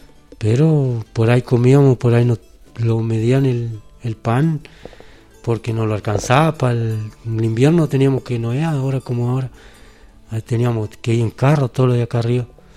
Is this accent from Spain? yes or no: no; Rinconada, Argentina; me crié acá en la Rinconada. Nací acá y me crié acá con todos mis hermanos, ¿no?